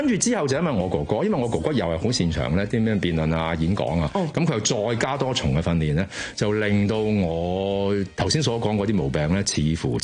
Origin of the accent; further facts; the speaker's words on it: Chaozhou, Guangdong, China; now in Hong Kong; 因為我係潮州人，咁而九龍城咧，其中住得最多嘅咧就係潮州人